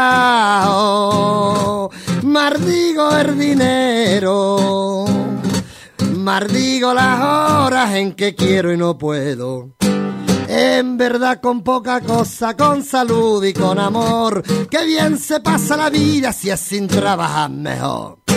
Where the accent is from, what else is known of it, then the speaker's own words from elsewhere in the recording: Andalusia, Spain; cada uno somos andaluces todos, pero éramos cada uno de una provincia.